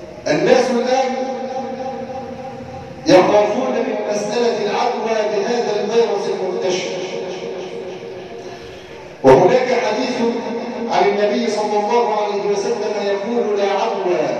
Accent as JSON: {"language": "Arabic", "country": "Egypt", "said": "اجعل بلادنا مصر آمنة مطمئنة، سخاء رخاء، وسائر بلاد"}